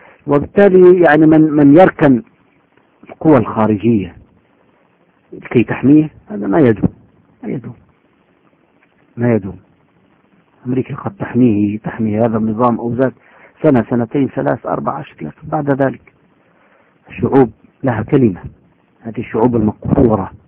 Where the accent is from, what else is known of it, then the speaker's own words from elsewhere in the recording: Syria; حزب البعث عندنا في سوريا له 30-40 سنة جيل بعد جيل